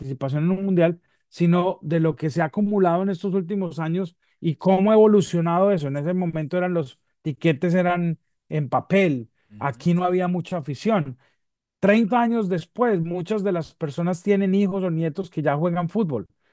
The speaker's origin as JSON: {"language": "Spanish", "country": "Colombia", "said": "Y resulta que nosotros vinimos como colombianos después de que Colombia le ganó a Argentina 5-0 en Buenos Aires"}